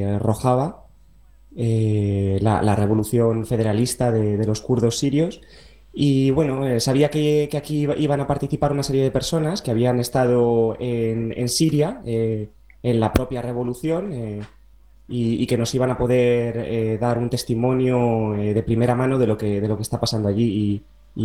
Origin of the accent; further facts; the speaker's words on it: Madrid, Community of Madrid, Spain; now in Netherlands; vengo de Madrid. Hace muy, muy poquito que me mudé a Holanda. Y bueno, pues aquí estoy, en el bosque